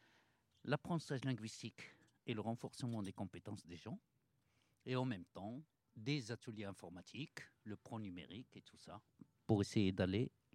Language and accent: French; Morocco; moved away as an adult; now in Orléans, France; Moi, je suis arrivé avec mon baccalauréat du Maroc pour faire mes études à l'Université d'Orléans.